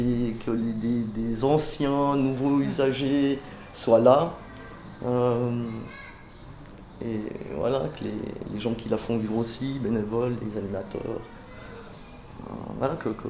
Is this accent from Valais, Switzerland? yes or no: no; Geneva, Switzerland; born there; Non, parce que pour moi les eaux vives c'est le lac, c'est les parcs. Hein. Ils sont toujours là, ils n'ont pas bougé. C'est ça que j'aime beaucoup dans ce quartier. Je suis né dans ce quartier d'ailleurs aussi.